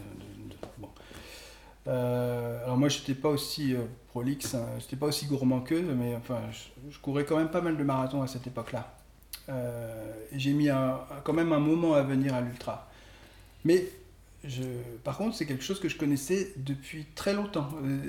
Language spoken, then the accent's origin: French; Normandy, France; Moi, je venais de Normandie, il n'y en avait pas.